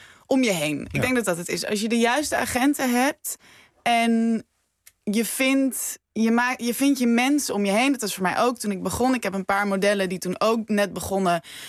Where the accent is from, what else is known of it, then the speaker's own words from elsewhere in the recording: Wageningen, Gelderland, Netherlands; Ik kom uit Wageningen.